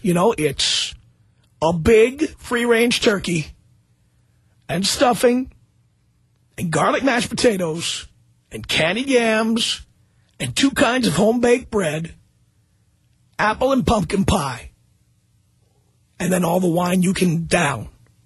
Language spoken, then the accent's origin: English; New York City, New York, United States; now in Los Angeles, United States; I live in Los Angeles, and I have for 19 years, but you know what? I come from New York City. I did not grow up here.